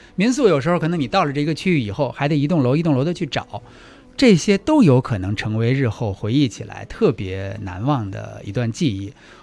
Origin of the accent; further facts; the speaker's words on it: China; 我说：“我是从中国来的。”